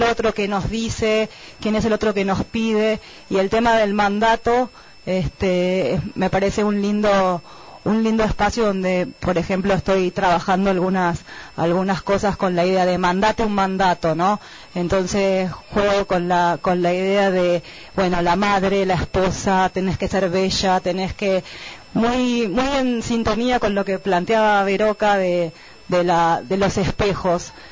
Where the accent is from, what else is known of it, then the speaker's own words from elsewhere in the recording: Mendoza, Argentina; vengo desde Mendoza.